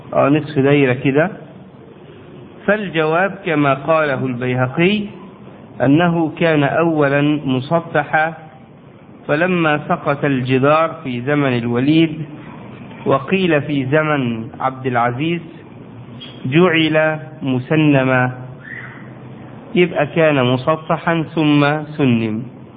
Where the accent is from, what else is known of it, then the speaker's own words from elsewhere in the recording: Egypt; يعني عندنا في مصر بنعمل كده، الحفرة بتبقى في هذا العمق يعني